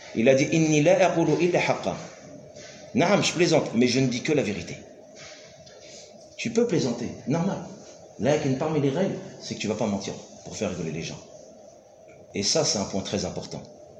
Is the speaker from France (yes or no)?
yes; France; nous on vient de France, on vient d'Europe.